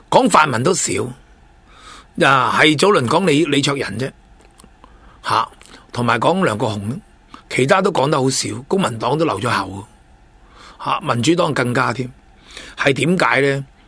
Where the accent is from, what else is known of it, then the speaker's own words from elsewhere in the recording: China; 即系我哋中国人叫咩啊？